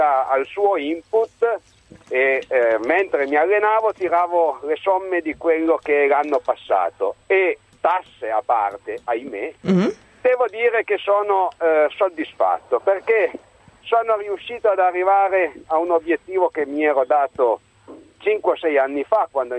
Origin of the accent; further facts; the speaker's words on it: Turin, Piedmont, Italy; now in Mombaruzzo, Italy; il dottor Giannino, che tra l'altro è mio concittadino, perché io sono di Torino